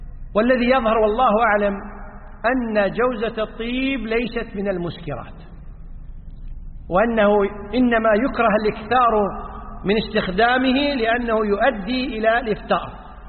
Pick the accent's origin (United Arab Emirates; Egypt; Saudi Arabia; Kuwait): Kuwait; اليوم عندنا في الكويت وفي بعض الدول المتقدمة مياه الصرف الصحي تعالج.